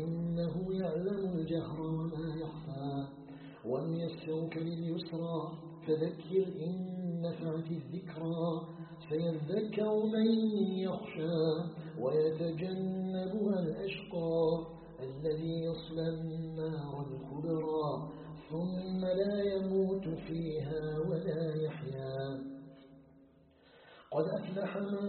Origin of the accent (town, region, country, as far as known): Algeria